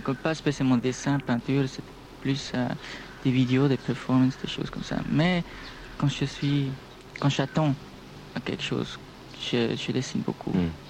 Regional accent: Brussels, Brussels-Capital Region, Belgium; born there; on sent aussi que je ne viens pas de Paris, je viens de... Oui, je suis né à Bruxelles.

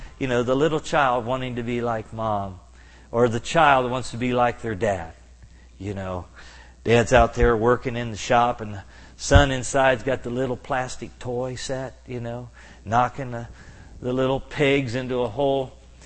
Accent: Kentucky, United States; I remember being about 14 years of age, and I'm from Kentucky

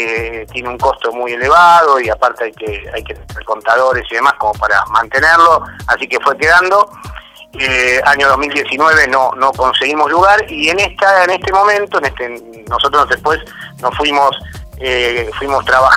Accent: Cañuelas, Buenos Aires Province, Argentina; soy de acá de Cañuelas hace más de 40 años. Vinimos a Cañuelas, mi viejo vino cuando yo tenía 10 años, así que yo hoy tengo 54, así que soy, se podría decir, más cañuelense que otra cosa, por adopción. Terminé mis estudios secundarios acá, hice mi familia acá

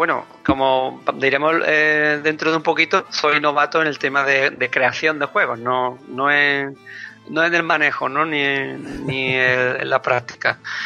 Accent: Zaragoza, Aragon, Spain; os lo digo porque soy de Zaragoza, ¿no? Los dos.

